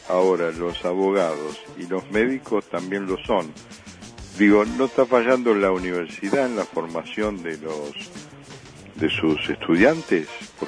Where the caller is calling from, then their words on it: Mercedes, Buenos Aires Province, Argentina; de Mercedes.